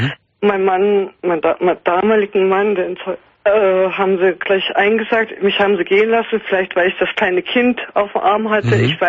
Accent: Hoyerswerda, Saxony, Germany; Also, ich komme aus Sachsen, aus der wunderschönen Stadt Hoyerswerda, in der Lausitz.

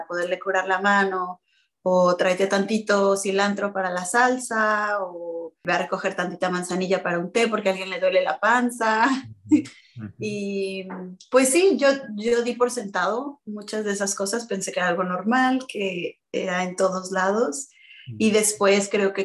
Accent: Mexico City, Mexico; moved away as an adult; now in Los Angeles, United States; Yo nací y crecí, viví 28 años en Ciudad de México, la Gran Tenochtitlán, y luego soy inmigrante de primera generación. Ahora vivo en Tierra Chumash, lo que también se conoce como Los Ángeles, en California.

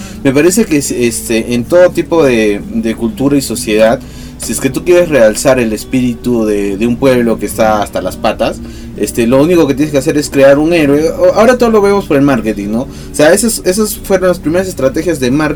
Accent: Peru; que no seamos depresivos como lo somos todos los peruanos, porque todos los peruanos somos depresivos

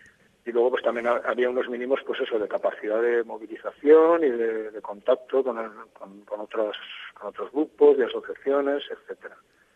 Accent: Valencia, Valencian Community, Spain; soy de Valencia.

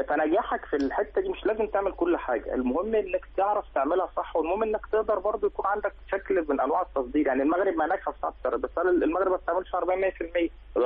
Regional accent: Egypt; على الجانب الاخر احنا عندنا في مصر 15 مصنع

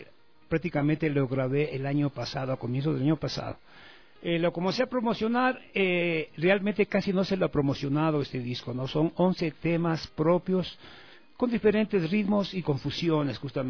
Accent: Riobamba, Chimborazo, Ecuador; Está Pululao, está Guagua Pichincha y está Taita Chimborazo, no podía faltar, del cual yo soy de Riobamba.

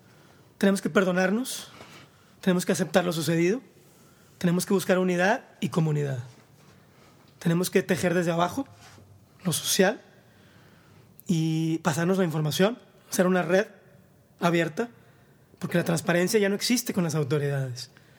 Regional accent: Mexico; sino con las diferencias que somos como mexicanos.

